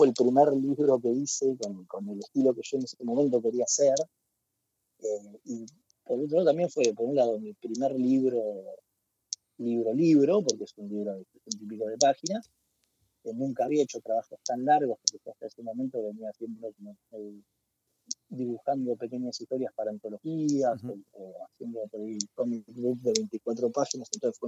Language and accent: Spanish; Mar del Plata, Buenos Aires Province, Argentina; born there; Yo nací acá en Mar del Plata en el año 88